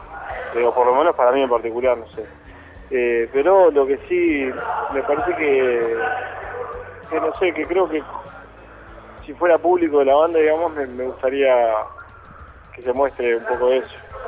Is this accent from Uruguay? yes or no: yes; Uruguay; Sí, es raro, aparte nosotros somos de Uruguay, es rarísimo